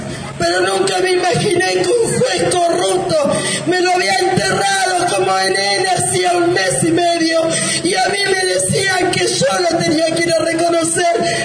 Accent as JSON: {"language": "Spanish", "town": "Villa Lugano", "region": "Buenos Aires", "country": "Argentina", "said": "de Villa Lugano, Villa 20"}